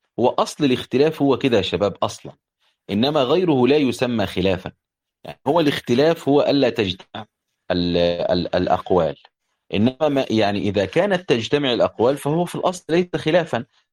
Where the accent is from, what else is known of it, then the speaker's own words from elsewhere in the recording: Upper Egypt, Egypt; أنا صعيدي يعني، فيجي جاري يقول لي مثلا هو أنت صعيدي